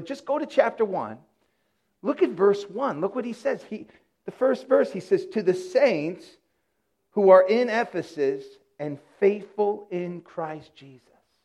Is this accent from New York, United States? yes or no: yes; Yonkers, New York, United States; I'm homegrown. I'm a homeboy. I'm from Yonkers, New York. Grew up here, went to school here, met my wife here.